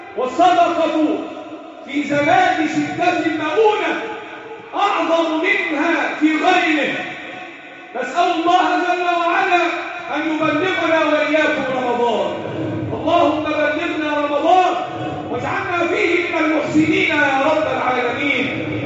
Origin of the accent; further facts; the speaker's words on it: Egypt; اللهم احفظ بلدنا مصر وسائر بلاد